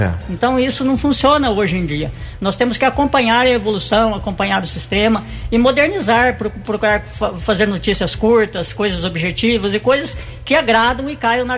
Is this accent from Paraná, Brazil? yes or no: no; Mococa, São Paulo, Brazil; also born or lived in São João da Boa Vista; Eu sou natural de Mococa, minha família toda é de Mococa, mas morei mais de 20 anos em São João da Boa Vista.